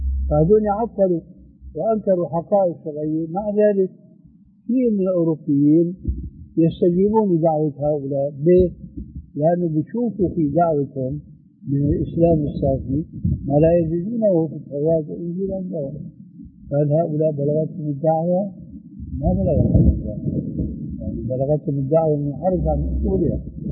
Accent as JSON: {"language": "Arabic", "town": "Damascus", "region": "Damascus Governorate", "country": "Syria", "said": "راحت أيام وإجت أيام كما يقولون عندنا في الشام"}